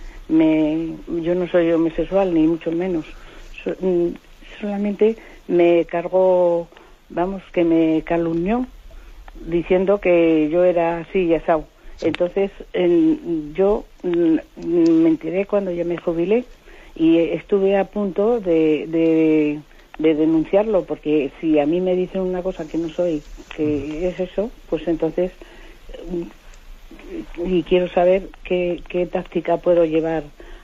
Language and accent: Spanish; Madrid, Community of Madrid, Spain; adelante, de Madrid.